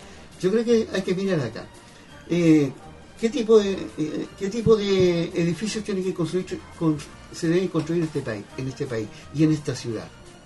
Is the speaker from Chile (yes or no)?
yes; Chile; tenemos que tomar un acuerdo como chilenos